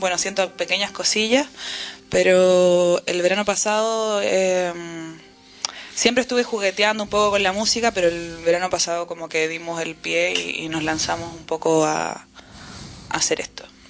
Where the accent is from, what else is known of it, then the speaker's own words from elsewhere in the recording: Valparaíso, Chile; el resto somos todos chilenos. Infiltrado. Infiltrado. Y somos todos de Valparaíso